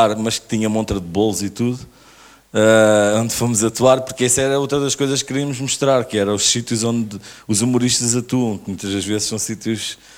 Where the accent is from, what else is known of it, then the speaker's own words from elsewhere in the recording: Odivelas, Lisbon, Portugal; nós crescemos os dois em Odivelas